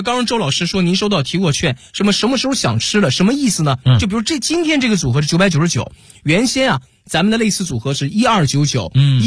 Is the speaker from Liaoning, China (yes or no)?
yes; Dalian, Liaoning, China; 大家好，我是来自辽宁大连的